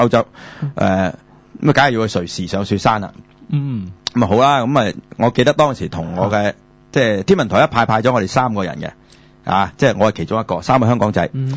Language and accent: Cantonese; Guangdong, China; 我哋广东人叫两啦，系即系二啦，系嘛？